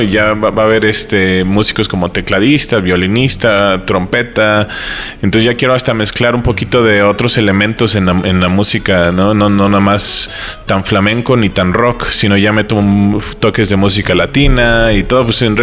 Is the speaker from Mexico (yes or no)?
yes; State of Mexico, Mexico; Bueno, crecí en el Estado de México ya de adolescente, ¿no? Que fue donde inicié mi onda musical.